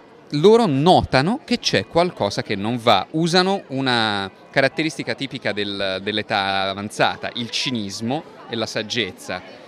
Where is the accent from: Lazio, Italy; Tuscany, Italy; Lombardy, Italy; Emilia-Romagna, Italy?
Tuscany, Italy; Pisa; nel senso che io sono di Pisa e il litorale pisano, che era stato in un primo tempo la scelta originale